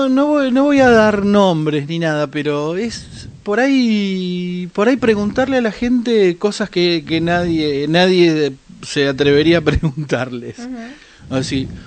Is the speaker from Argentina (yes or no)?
yes; Rosario, Santa Fe, Argentina; also born or lived in Patagonia; me defino como rosarino de la Patagonia.